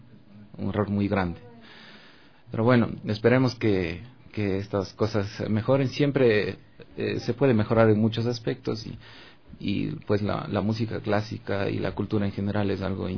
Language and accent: Spanish; Cuenca, Azuay, Ecuador; now in Quito, Ecuador; De Cuenca, nací en la ciudad de Cuenca.